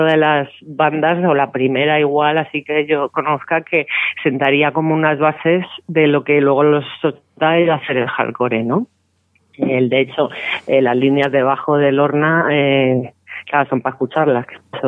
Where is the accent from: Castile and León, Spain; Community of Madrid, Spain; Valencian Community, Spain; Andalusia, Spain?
Community of Madrid, Spain; Vallecas; como digo yo, que soy de Vallecas